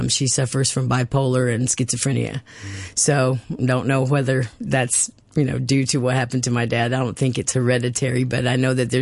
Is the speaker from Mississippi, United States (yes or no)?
yes; Mendenhall, Mississippi, United States; I was born in Mendenhall, Mississippi. Born actually in Jackson, but we lived in Mendenhall, which is about 26 miles southeast of Jackson.